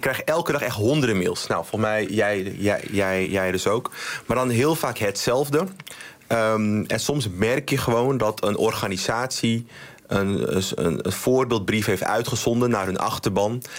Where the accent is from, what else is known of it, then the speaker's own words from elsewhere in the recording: Amsterdam, North Holland, Netherlands; nou, ik ben een Amsterdammer.